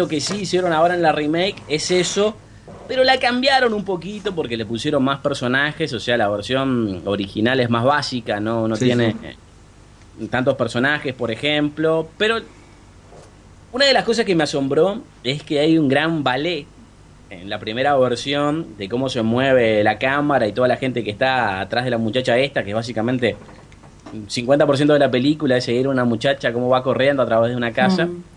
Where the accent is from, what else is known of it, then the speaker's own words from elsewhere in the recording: Uruguay; les aclaraba a la gente, pero mirá que soy uruguayo.